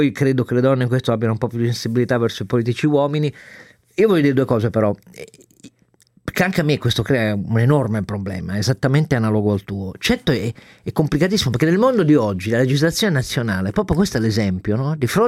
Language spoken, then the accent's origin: Italian; Turin, Piedmont, Italy; benedico da torinese la mia regione